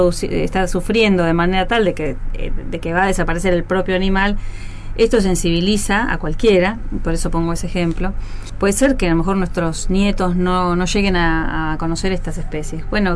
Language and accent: Spanish; Argentina; Para nosotros como país sudamericano es muy importante que Brasil esté liderando estas posiciones y sumarnos, como Argentina, sumarse a este liderazgo regional.